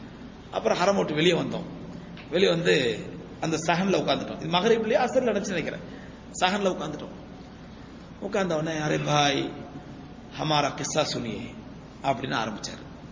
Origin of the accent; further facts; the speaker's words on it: Tamil Nadu, India; நான் இந்தியா. இந்தியால எங்க? நான் சொன்னேன் சவுத் இந்தியா. சவுத் இந்தியால எங்க? தமிழ்நாடு.